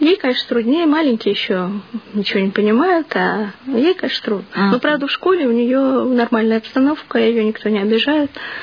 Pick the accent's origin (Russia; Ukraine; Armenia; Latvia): Russia; Moscow; мы, ну, как все коренные москвичи, в общем-то, жили в коммуналке.